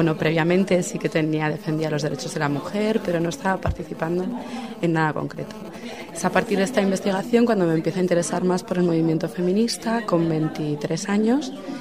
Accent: Arriondas, Asturias, Spain; Soy de un pueblo de 3.000 habitantes, pues para Arriondas.

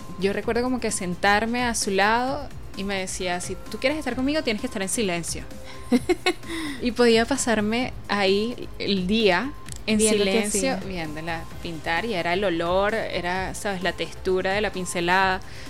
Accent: Caracas, Capital District, Venezuela; also born or lived in Cumaná; Yo soy de Cumaná. Yo nací en el estado Sucre y llego a Caracas como a los 3 años, 3, 4 años.

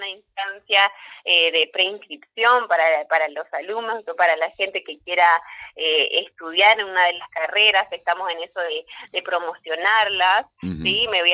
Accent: Argentina; nuestras costumbres, nuestras tradiciones, que es lo que nos une como argentinos

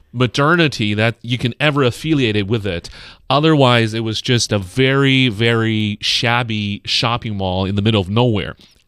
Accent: Beijing, China; I grew up in the Jiuxianqiao area.

